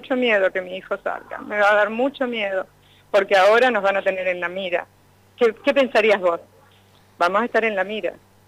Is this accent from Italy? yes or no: no; Realicó, La Pampa, Argentina; yo soy de Realicó, vengo de Realicó